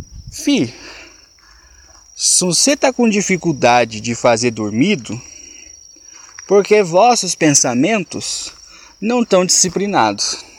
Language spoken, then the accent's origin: Portuguese; Minas Gerais, Brazil; eu sou mineiro, eu tenho costume de falar uai, nós, sou, trem, características comuns do vocabulário do mineiro.